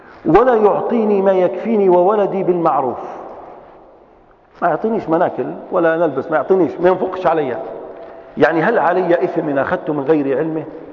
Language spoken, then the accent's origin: Arabic; Libya; احنا في ليبيين عندنا حاجات اخرى